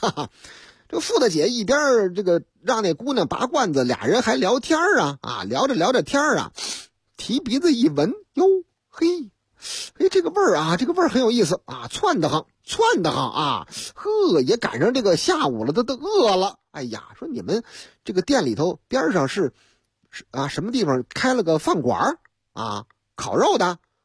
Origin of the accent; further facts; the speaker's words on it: Shuiduizi, Beijing, China; 我的老家水对子。读错了啊，我知道，我们老家人都管这个地方叫水堆子，朝阳那边吗？团结湖边上吗？啊，对了，水堆子。